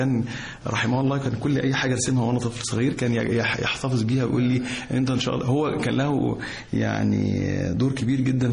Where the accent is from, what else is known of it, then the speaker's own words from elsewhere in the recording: Cairo, Cairo Governorate, Egypt; also born or lived in Giza, Egypt; انا في القاهرة، يعني انا قاهري الحمد لله قاهري فيعني قاهري، وولدت في شبرا، وبعد كده يعني انتقلت الى منطقة الجيزة في الهرم